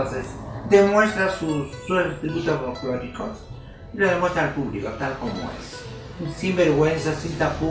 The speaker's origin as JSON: {"language": "Spanish", "town": "Huancayo", "region": "Junín", "country": "Peru", "tie": "born or raised there", "said": "Desde muy tierna bailo el folclore de mi tierra de Huancayo."}